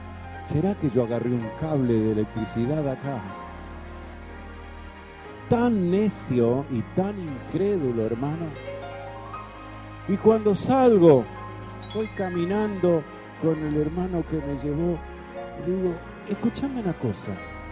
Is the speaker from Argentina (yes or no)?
yes; Santa Fe, Argentina; now in Buenos Aires, Argentina; Me vine a Buenos Aires de Santa Fe, lo más bien.